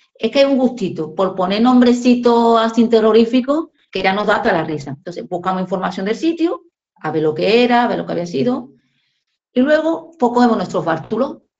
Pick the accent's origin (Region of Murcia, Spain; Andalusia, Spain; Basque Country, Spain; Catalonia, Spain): Andalusia, Spain; Seville; nos vamos a sitios cerca de casa. Somos de Sevilla